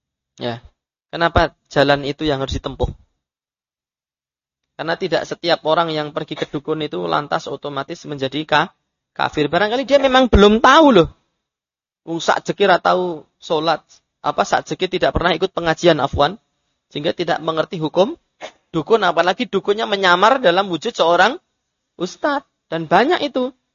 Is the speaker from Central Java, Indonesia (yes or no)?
yes; Bayat, Central Java, Indonesia; Karena saya kan orang Selatan kan gitu. Rumah saya kan Bayat, dekat dengan Gunung Kidul.